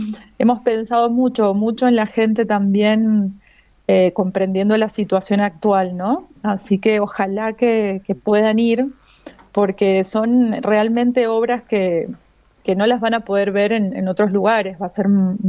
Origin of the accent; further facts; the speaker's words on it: Mendoza, Argentina; nosotros que somos de Mendoza